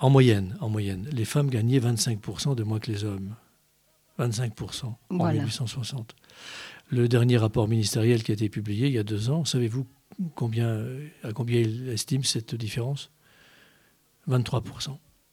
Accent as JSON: {"language": "French", "town": "Igné", "region": "Grand Est", "country": "France", "tie": "born or raised there", "said": "Que je suis Vosgien, oui, que je suis né à Igné, à côté d'Épinal, et que je suis toujours dans ce secteur, que je suis très enraciné dans notre pays"}